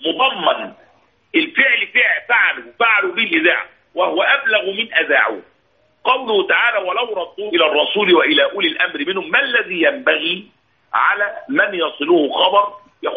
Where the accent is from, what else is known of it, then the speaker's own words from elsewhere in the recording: Egypt; يحدث هذا كثيرا عندنا في مصر